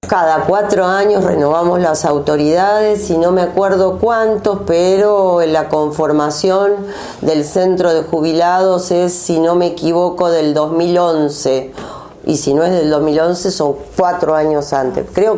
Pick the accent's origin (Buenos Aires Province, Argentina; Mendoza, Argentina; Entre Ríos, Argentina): Buenos Aires Province, Argentina; La Plata; Yo soy de La Plata, por la provincia de Buenos Aires